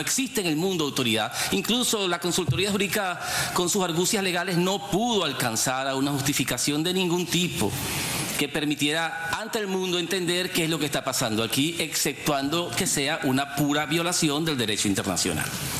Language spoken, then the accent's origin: Spanish; Venezuela; que yo debo ser como venezolano más leal a mi Constitución